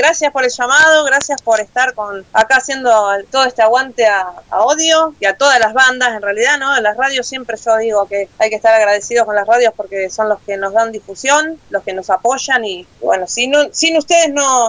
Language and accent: Spanish; Buenos Aires, Argentina; ya saben que somos de acá de Argentina, de zona oeste.